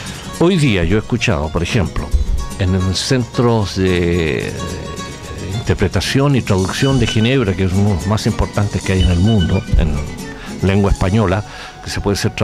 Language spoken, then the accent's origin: Spanish; Chile; moved away as an adult; now in United Kingdom; cuando yo salí expulsado de Chile con destino a Gran Bretaña